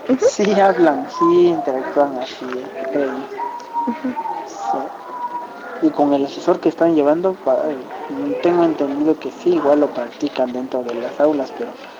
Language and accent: Spanish; Tabaa, Oaxaca, Mexico; first language Zapotec; Spanish is a second language; yo soy de Tabá y hay otro de hay un pueblo que está media hora.